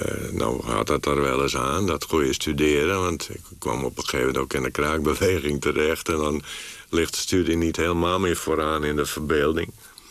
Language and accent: Dutch; Friesland, Netherlands; accent: Frisian; Ik had alleen mijn accent tegen. Dus bij de eerste beste uitspraak van mij... wisten de mensen wel dat ik uit Friesland kwam.